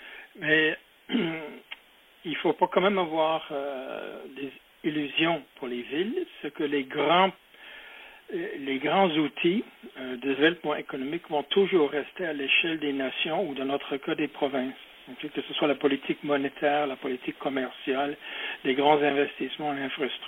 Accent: Quebec, Canada; chez nous au Québec.

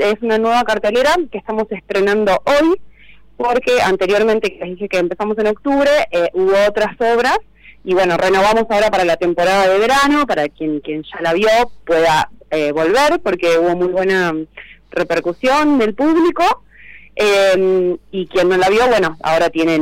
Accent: Santa Fe, Argentina; también me pueden buscar a mí por Instagram, y es mi celular, que es código de área Buenos de Santa Fe, de donde vengo

